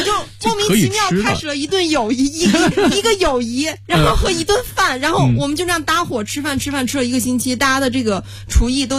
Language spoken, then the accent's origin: Chinese; China; 所以我们中国人讲究味道嘛，那边就很淡，所以你肯定到那就吃不惯。